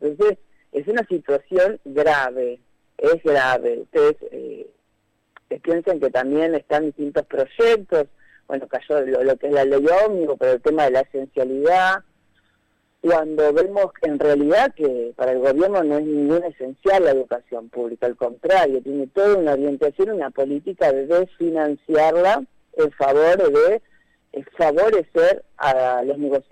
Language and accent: Spanish; Argentina; Es una cosa que realmente a uno como argentino, yo como docente siempre estudié en la escuela pública